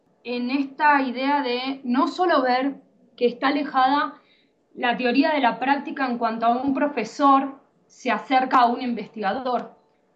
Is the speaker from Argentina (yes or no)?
yes; Argentina; ejercí dando clases en Argentina, soy argentina